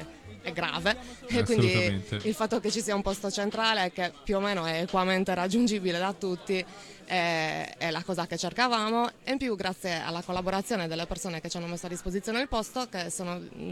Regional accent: Alghero, Sardinia, Italy; Sono di Alghero, della zona di Alghero.

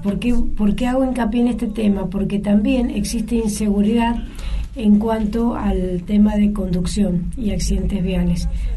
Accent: Mendoza, Argentina; como mendocinos y argentinos

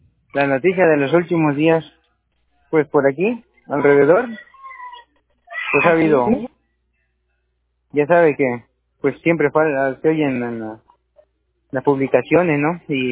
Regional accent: Tierra Blanca, Veracruz, Mexico; born there; now in Córdoba, Mexico; Así es, nací en Tierra Blanca.

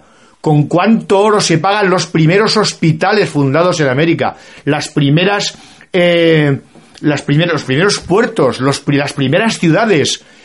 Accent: Spain; como español me molesta y me molesta gravemente que me tachen de asesino y me tachen de ladrón.

